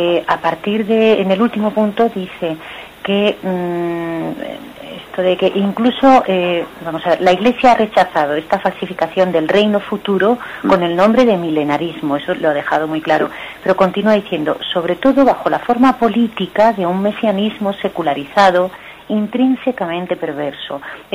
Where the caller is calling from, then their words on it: Madrid, Community of Madrid, Spain; de Madrid.